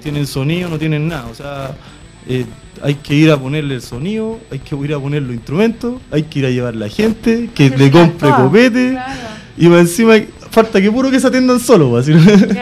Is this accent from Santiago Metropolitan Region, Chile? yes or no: yes; Santiago Metropolitan Region, Chile; vengo representación de la banda … que bueno, somos de La Legua. Y bueno, una población súper estigmatizada por los canales de televisión, por radio